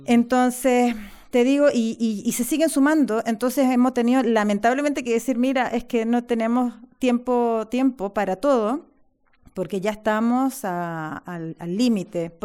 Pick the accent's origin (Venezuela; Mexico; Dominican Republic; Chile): Chile; now in Spain; Aquí, de hecho, en esta performance hay personas que somos de Chile